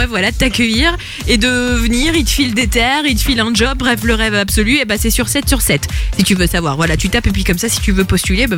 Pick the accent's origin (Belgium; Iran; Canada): Belgium; Charleroi, Wallonia; Et je viens de Charleroi.